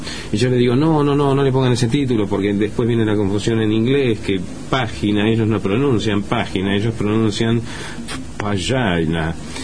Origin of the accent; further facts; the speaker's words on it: Argentina; Nunca me acuerdo que soy argentino.